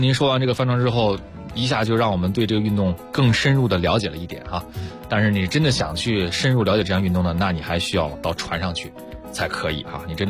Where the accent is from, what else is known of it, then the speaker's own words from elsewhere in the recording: Dalian, Liaoning, China; 因为我是大连人，刚才跟爪子哥聊啊，我海边长大